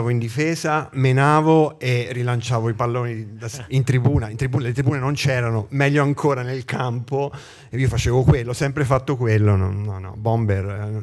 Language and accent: Italian; Viareggio, Tuscany, Italy; io vengo da Viareggio, sulla costa toscana. Posto di villeggiatura che conserva proprio nel pieno, nel cuore della città una grande pineta. Il cuore della nostra città è per fortuna un cuore verde, che è stato salvato da qualsiasi speculazione.